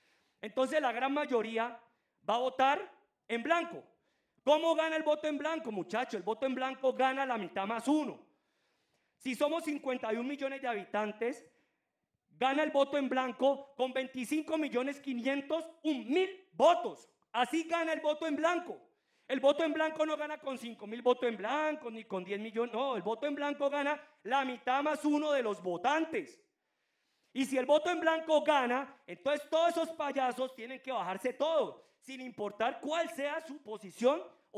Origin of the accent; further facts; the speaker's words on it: Colombia; Nosotros aquí los colombianos nos da pereza